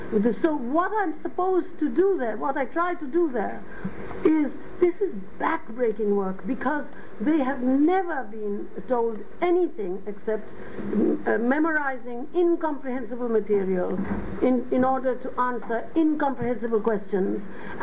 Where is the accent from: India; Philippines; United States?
India; West Bengal; first language Bengali; English is a second language; And you have to know the language, so clearly Bengali is my mother tongue, so I can teach there, and English, I'm bilingual in, so I can teach there.